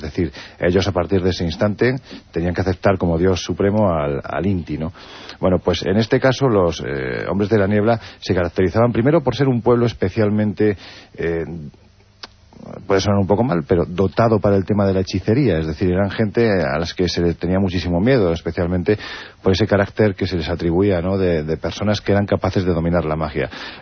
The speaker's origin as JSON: {"language": "Spanish", "town": "Jaén", "region": "Andalusia", "country": "Spain", "said": "me gusta mucho Jaén, que es mi tierra"}